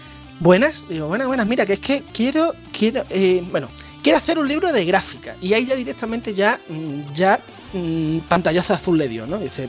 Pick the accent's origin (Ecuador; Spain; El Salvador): Spain; Badajoz, Extremadura; yo me teníais a mí que ver en Hacienda de mi ciudad natal, Badajoz